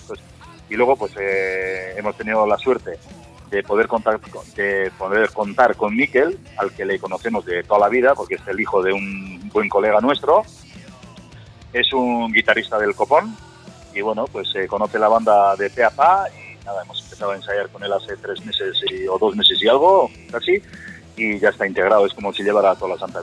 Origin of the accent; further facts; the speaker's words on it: Cestona, Basque Country, Spain; Nosotros somos del Valle del Urola, justo del centro de Cestona.